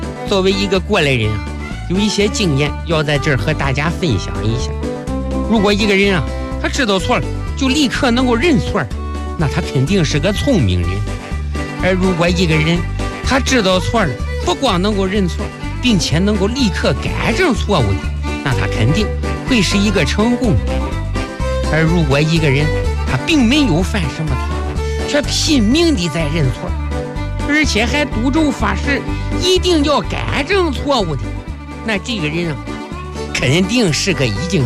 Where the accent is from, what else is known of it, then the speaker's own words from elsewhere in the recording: Northeast China, China; 作为一个东北人，我的人生信条